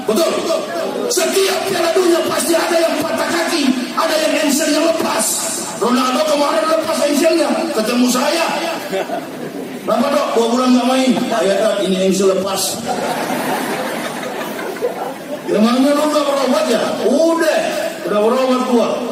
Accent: Manado, North Sulawesi, Indonesia; Saya orang Manado, orang Sulawesi.

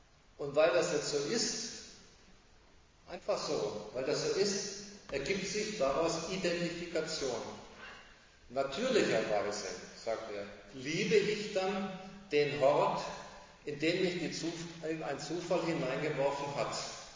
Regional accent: Germany; Ich bin Deutscher, wie ein Franzose, ein Russe ist.

